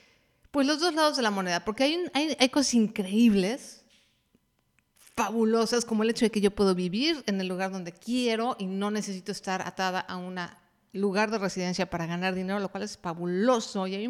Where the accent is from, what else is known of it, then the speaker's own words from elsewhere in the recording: Mexico City, Mexico; Por lo menos en mi país, en la Ciudad de México, era un desastre.